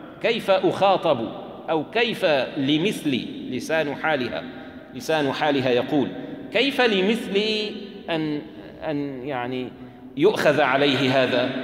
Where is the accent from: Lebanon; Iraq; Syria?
Syria; عندنا في الشام يستعملون كلمة بروح فيها